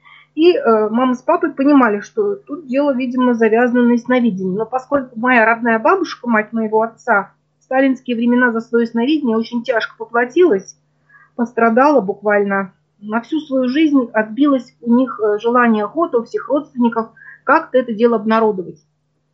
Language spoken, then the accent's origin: Russian; Urals, Russia; born there; Родилась на Урале.